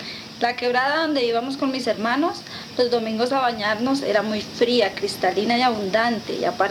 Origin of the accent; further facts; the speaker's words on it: Soatá, Boyacá, Colombia; El agua que suena ahora, hablando de donde soy, de mi pueblo, Soatá, ya es escasa